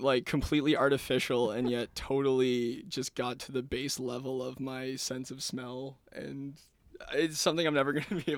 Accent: New Glasgow, Nova Scotia, Canada; and I am from New Glasgow, Nova Scotia.

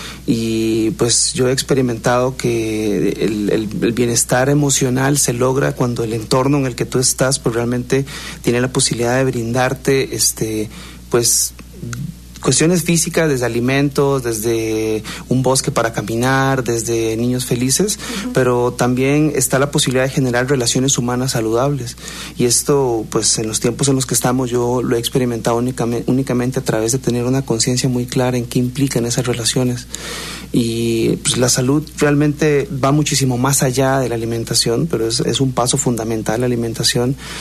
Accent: Costa Rica; yo soy de Costa Rica y cuando estábamos allá

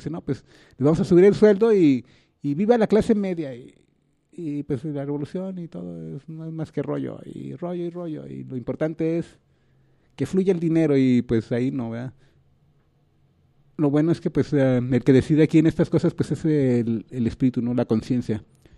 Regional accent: Mexico; uno como mexicano pues quieras o no pues desde el 94 ha estado pues oyendo todo el discurso zapatista

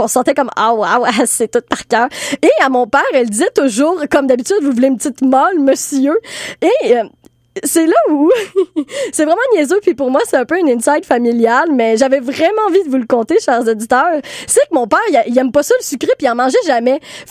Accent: Trois-Rivières, Quebec, Canada; moi, ça me rappelait ma jeunesse. Parce que à Trois-Rivières, je viens de Trois-Rivières

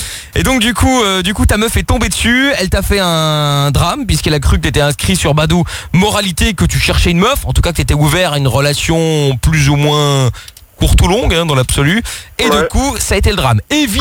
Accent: Belgium; born there; Alors je travaille en France, donc je suis pour la France, mais je suis né en Belgique, donc je suis pour la Belgique, mais à côté de ça je suis portugais, donc je suis pour le Portugal.

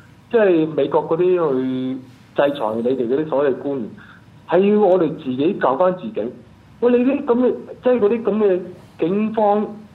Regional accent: Hong Kong; 係我哋香港人咧，雖然係好團結

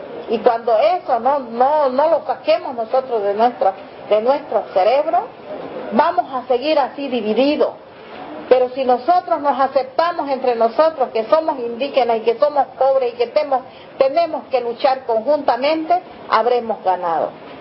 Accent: Bolivia; born there; first language Guarani; Spanish is a second language; Mi idioma es guaraní, hablo guaraní. Bueno, existen comunidades cautivas en Bolivia y una de las personas que ha nacido en cautiverio es mi persona. Vengo de una familia cautiva.

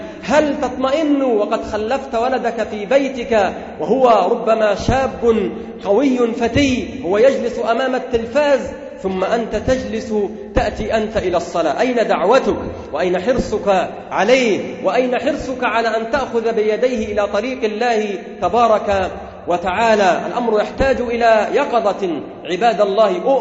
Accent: Egypt; وأنتم تسمعون في القطر المصري وفي بلدنا مصر ما لم تكن تسمعه قبل ذلك،

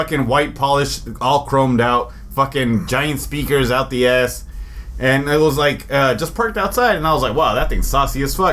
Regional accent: Oakland, California, United States; he's from Oakland, I'm from Oakland, we'll probably run into each other someday.

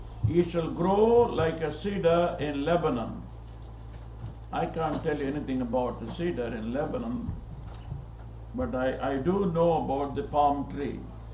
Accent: India; Now, I am here. I was born in India, educated in India.

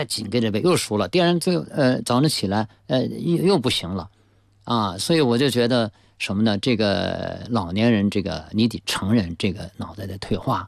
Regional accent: China; 我说 I'm Chinese。我说我是中国人

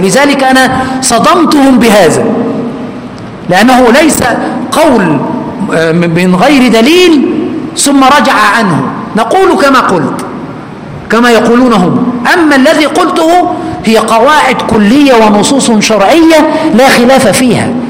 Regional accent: Egypt; كما نقول كمصريين

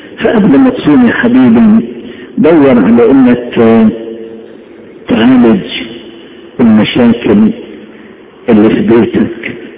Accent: Upper Egypt, Egypt; بيسموها الصعيده ليبر او مسله، عارفين الليبر ولا انا صعيدي بس؟

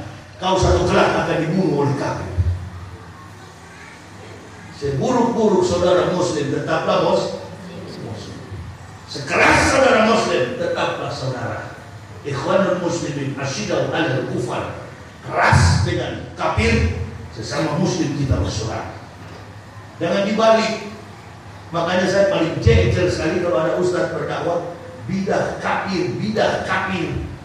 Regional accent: Jakarta, Indonesia; saya ini orang luar, orang dari jauh, dari Jakarta ke sini, suku saya Manado, ya. Saya masuk Islam bersama istri dan 3 orang anak.

